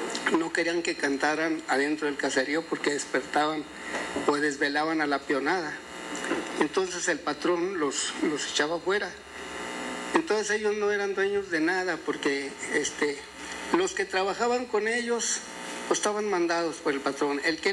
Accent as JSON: {"language": "Spanish", "region": "Durango", "country": "Mexico", "said": "Nosotros somos del estado de Durango."}